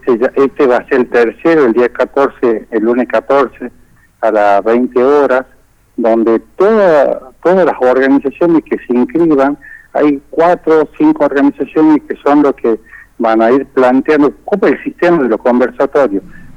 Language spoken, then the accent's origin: Spanish; Tucumán, Argentina; yo le digo, soy de Tucumán, acá tenemos una problemática con el ferrocarril